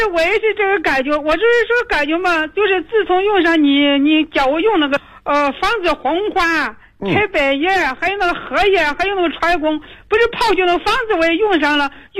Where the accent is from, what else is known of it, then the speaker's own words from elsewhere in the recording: Zhengzhou, Henan, China; 我是郑州的，